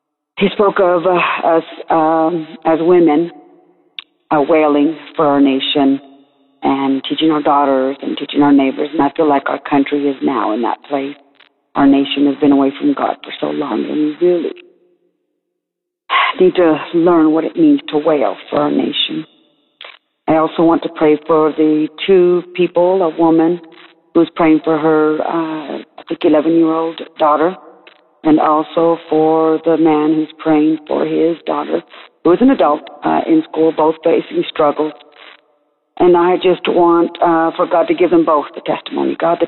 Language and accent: English; Amarillo, Texas, United States; I'm from Amarillo, Texas.